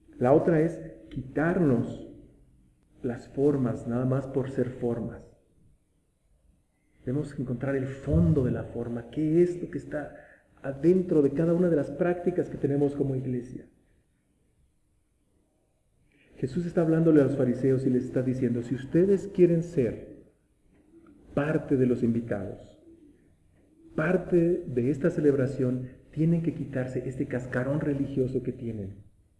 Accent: Metepec, State of Mexico, Mexico; cuando vivía aquí, cuando era niño en Metepec, pasaban señores con burros

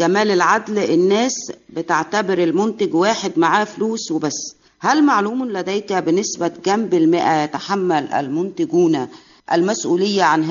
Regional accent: Shubra, Cairo Governorate, Egypt; أنا من شبرا، وشبرا بتاعتنا هي اللي كنا بنروح فيها سينما الحي،

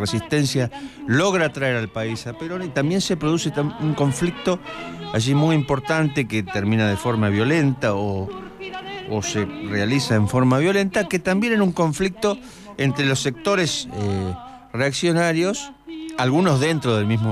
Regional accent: Argentina; esta coyuntura histórica que estamos viviendo como pueblo argentino

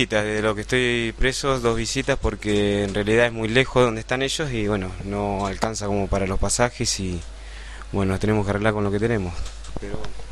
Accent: Bahía Blanca, Buenos Aires Province, Argentina; born there; moved away; also born or lived in Allen; De Bahía Blanca, nacido en Bahía Blanca, y hace 8 años me fui a vivir a Río Negro, Allen.

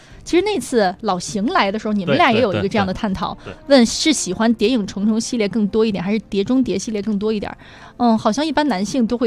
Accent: Beijing, China; 我们特别是土生土长的北京观众

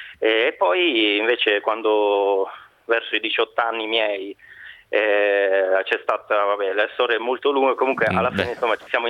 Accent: Sardinia, Italy; Io sono sardo

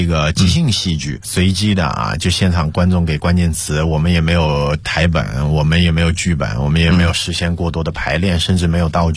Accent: China; 我们中国人做派对是很少的

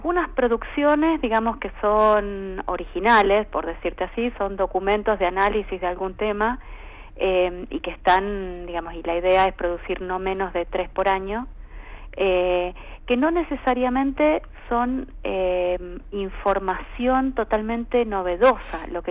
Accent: Argentina; la verdad que nosotros como argentinos nos tiene que interesar mirar al interior de cada una de las provincias

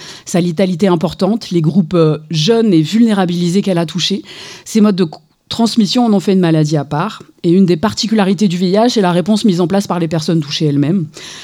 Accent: Saint-Étienne, Auvergne-Rhône-Alpes, France; je suis une femme cisgenre, blanche, de plus de 40 ans. J'ai grandi ici à Saint-Étienne. Comme vous le savez, Saint-Étienne est une ancienne ville minière frappée par la désindustrialisation.

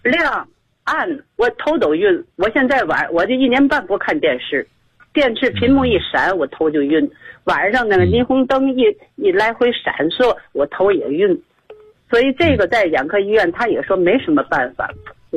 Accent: Tianjin, China; 我是天津的一个会员。

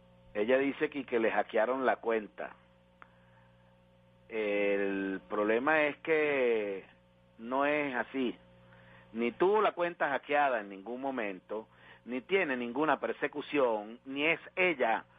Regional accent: Venezuela; Las víctimas somos los venezolanos decentes

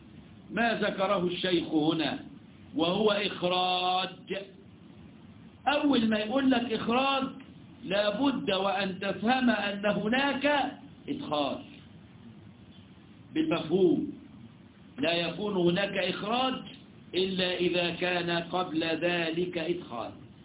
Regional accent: Egypt; احنا عندنا في مصر يقول لك في ادويه بديله

